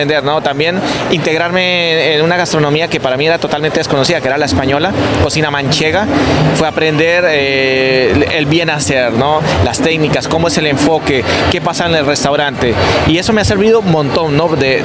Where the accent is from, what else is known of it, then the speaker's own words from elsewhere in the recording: Colombia; Soy un colombiano apasionado de mi país